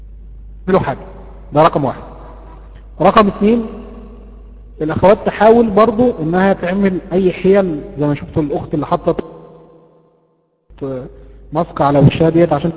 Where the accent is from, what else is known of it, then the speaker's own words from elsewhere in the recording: Mansoura, Dakahlia, Egypt; عندنا في المنصوره